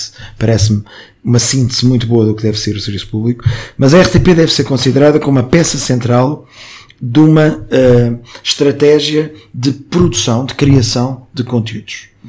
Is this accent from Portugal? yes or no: yes; Lisbon, Portugal; Eu sou do bairro de Campolide, da origem, agora já não sou desse bairro